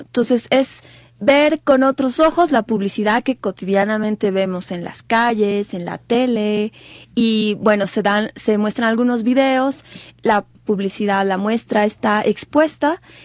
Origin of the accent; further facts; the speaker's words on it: Bolivia; Yo estoy visitando Ecuador porque soy boliviana